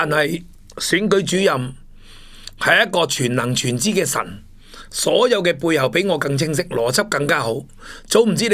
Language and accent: Cantonese; Hong Kong; 我哋香港人未面对过